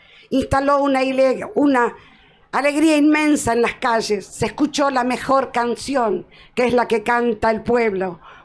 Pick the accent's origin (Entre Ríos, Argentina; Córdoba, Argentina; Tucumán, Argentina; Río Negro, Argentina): Tucumán, Argentina; vengo desde Tucumán, de ese pueblito provinciano, pero fuerte y aguerrido